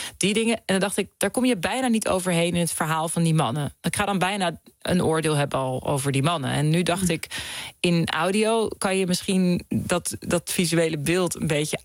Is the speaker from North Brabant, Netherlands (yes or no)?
no; The Hague, South Holland, Netherlands; Ik kom uit Den Haag, uit het centrum.